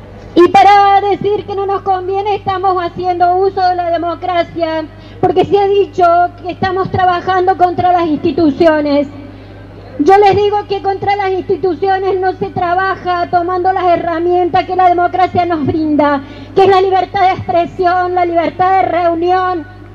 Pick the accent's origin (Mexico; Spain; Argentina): Argentina; Malvinas Argentinas, Córdoba; Soy una mamá de Malvinas Argentinas, una mamá preocupada, una abuela preocupada, una ciudadana preocupada por estas cosas que nos quieren imponer.